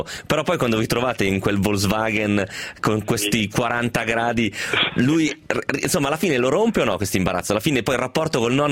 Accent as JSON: {"language": "Italian", "town": "Parma", "region": "Emilia-Romagna", "country": "Italy", "said": "noi siamo di Parma, ragazzi"}